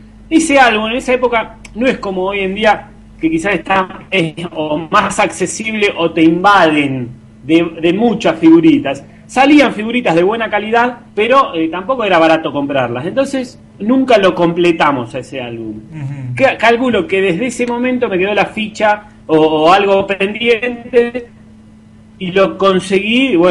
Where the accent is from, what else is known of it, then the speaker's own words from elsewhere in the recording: Tandil, Buenos Aires Province, Argentina; now in La Plata, Argentina; ya yo soy de Tandil, me vine a estudiar a La Plata